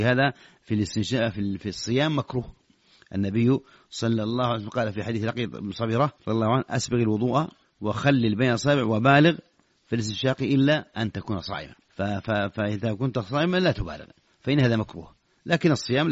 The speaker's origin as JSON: {"language": "Arabic", "country": "Saudi Arabia", "said": "خاصة إذا كنت في السعودية وهو يبدو لك فعلا هذا لأن حافزه عندنا في السعودية"}